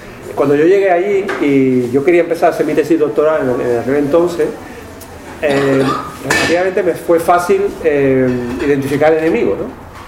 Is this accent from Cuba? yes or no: no; Seville, Andalusia, Spain; now in Barcelona, Spain; yo soy sevillano también, pero llevo 10 años viviendo en Barcelona, ¿no? Y entonces, cuando vengo aquí me dicen que tengo acento catalán y cuando estoy allí me dicen que tengo acento sevillano.